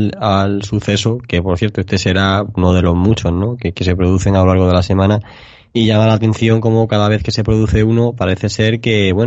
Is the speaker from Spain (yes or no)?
yes; Spain; nosotros mismos, que somos españoles